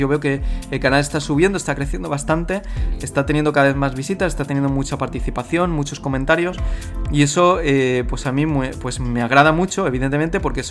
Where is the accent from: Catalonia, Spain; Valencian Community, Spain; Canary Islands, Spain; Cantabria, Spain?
Valencian Community, Spain; Valencia; now in Busan, South Korea; vivo en una ciudad de Corea del Sur que se llama Busan, que está al sur del país. Llevo aquí viviendo 6 años, aunque realmente yo soy de Valencia